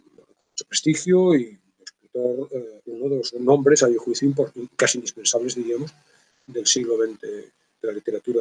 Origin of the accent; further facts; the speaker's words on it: Vigo, Galicia, Spain; now in Salamanca, Spain; Yo soy de Vigo, obviamente me desenvuelvo en mi vida profesional en Salamanca, vivo aquí